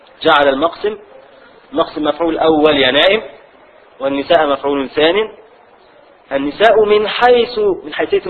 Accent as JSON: {"language": "Arabic", "country": "Egypt", "said": "عندنا في مصر نقول له ولا، يعني تعالى يا ولد ولد، فنحذف الدال"}